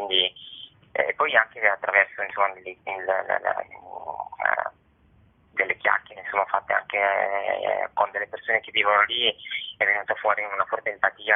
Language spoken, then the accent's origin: Italian; Turin, Piedmont, Italy